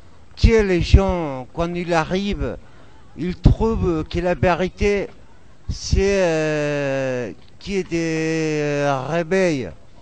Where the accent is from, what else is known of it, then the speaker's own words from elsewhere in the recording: Spain; Bonsoir à tout le monde, je viens d'ailleurs. Je viens de l'Espagne.